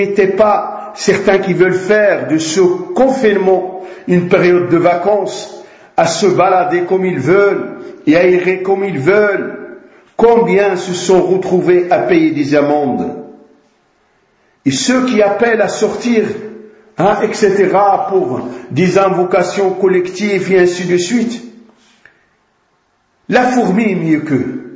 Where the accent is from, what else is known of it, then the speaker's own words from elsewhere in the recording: Morocco; comme chez nous au Maroc